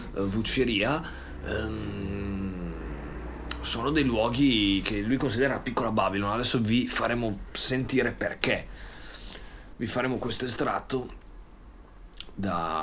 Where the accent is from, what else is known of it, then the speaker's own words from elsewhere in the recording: Bologna, Emilia-Romagna, Italy; io amo Bologna, la mia città, noi siamo bolognesi